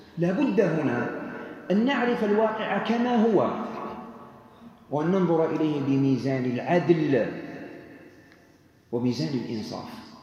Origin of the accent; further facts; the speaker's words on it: Algeria; أحتاج إلى معرفة تكوين الأسرة هنا عندنا في الجزائر والنسيج الاجتماعي الموجود في الجزائر